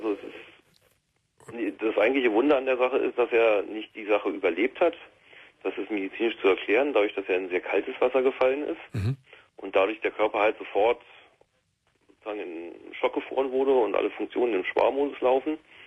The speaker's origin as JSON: {"language": "German", "region": "Berlin", "country": "Germany", "said": "ich bin eigentlich Berliner"}